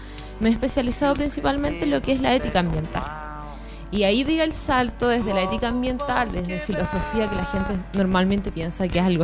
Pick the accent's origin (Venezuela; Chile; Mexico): Chile; Puente Alto, Santiago Metropolitan Region; yo soy efectivamente de Puente Alto, nacida y crecida acá. Estudié en el Liceo de las Mercedes, ya, acá muy cerquita en el centro de Puente Alto.